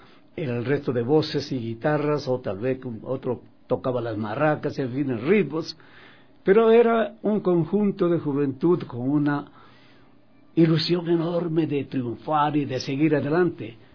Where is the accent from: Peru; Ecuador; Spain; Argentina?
Ecuador; cada vez que estoy en mi tierra querida, Ecuador, me lleno de gozo